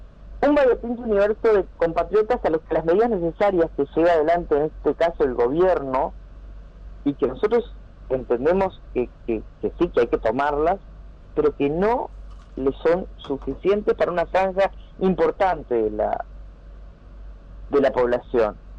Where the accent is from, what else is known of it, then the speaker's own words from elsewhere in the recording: Uruguay; estamos hablando de un plan de contingencia que colabore para salir adelante como uruguayos.